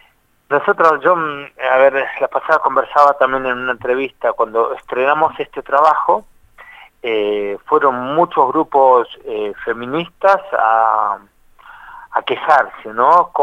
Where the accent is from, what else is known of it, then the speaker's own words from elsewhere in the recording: La Plata, Buenos Aires Province, Argentina; nosotros somos un grupo, si bien somos de La Plata, somos itinerantes